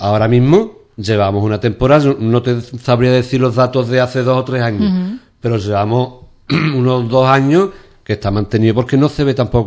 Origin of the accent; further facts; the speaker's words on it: Ubrique, Andalusia, Spain; Hombre, porque somos de Ubrique, nos conocemos todos